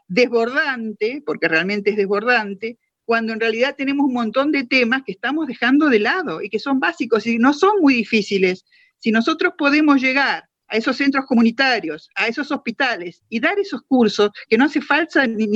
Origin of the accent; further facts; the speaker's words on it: Argentina; generar otro tipo de ser humano que nos merecemos como argentinos